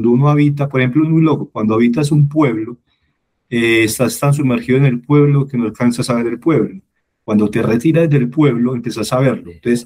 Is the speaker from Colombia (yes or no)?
yes; Fredonia, Antioquia, Colombia; born there; also born or lived in Medellín; now in Bogotá, Colombia; yo sí nací en Fredonia y después viví en Medellín cuando estudié periodismo en la universidad.